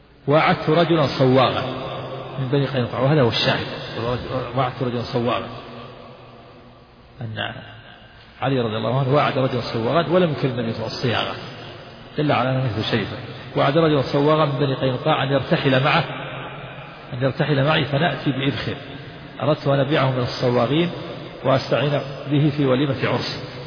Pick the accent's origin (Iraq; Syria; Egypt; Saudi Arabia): Saudi Arabia; Najd; وكان عندنا في نجد يجعل بدل جعل سقف البيوت الخشب